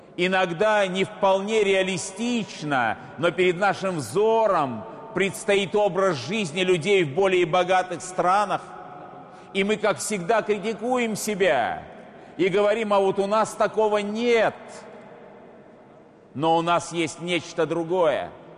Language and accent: Russian; Saint Petersburg, Russia; Как ленинградец, я хорошо помню этот собор в послевоенные годы и в последующие годы.